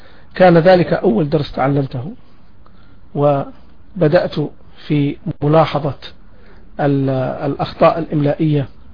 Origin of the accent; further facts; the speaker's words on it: Taif, Makkah Province, Saudi Arabia; فرضت علينا الظروف أن نعيش في مدينة الطائف كما يعلم الجميع بطحا كبيرا من الزمن، وأنا ولدت في مدينة الطائف في عام 1967